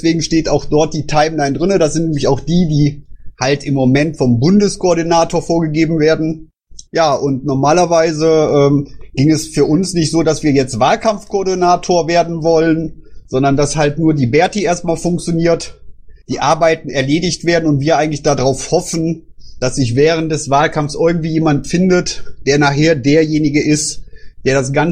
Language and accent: German; Düsseldorf, North Rhine-Westphalia, Germany; ob wir als Düsseldorfer das halt machen wollten